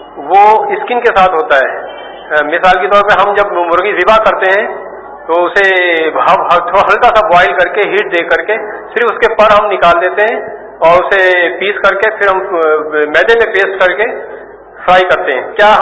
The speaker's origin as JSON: {"language": "Urdu", "town": "Karachi", "region": "Sindh", "country": "Pakistan", "said": "اور میرا تعلق کراچی سے ہے."}